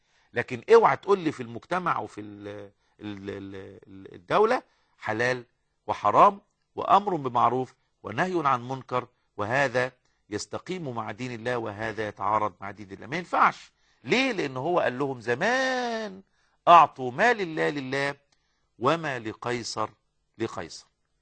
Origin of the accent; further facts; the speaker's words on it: Egypt; احنا نعرف في التاريخ المصري ان احنا كمصريين استعبدنا من قبل المحتلين والحكام قرونا طويلة جدا